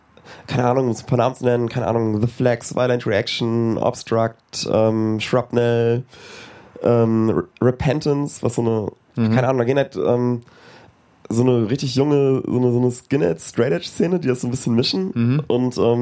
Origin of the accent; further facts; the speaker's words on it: Wunstorf, Lower Saxony, Germany; Ja, ich komme aus Wunsdorf, aber das sind ja nur 10 Minuten von Hannover.